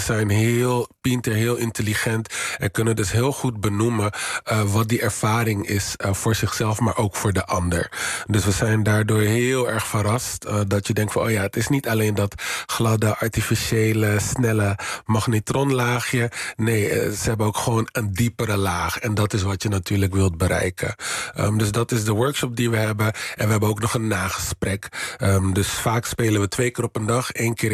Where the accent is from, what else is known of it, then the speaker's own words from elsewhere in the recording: Rotterdam, South Holland, Netherlands; Ik denk dat dan... ik kom uit Rotterdam.